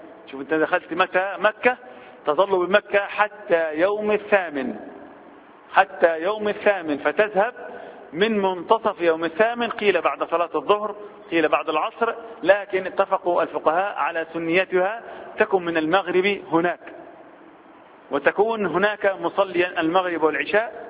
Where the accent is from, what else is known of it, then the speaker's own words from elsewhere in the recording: Egypt; بعض الناس وبالأخص احنا كمصريين بنحب الجدال في الحج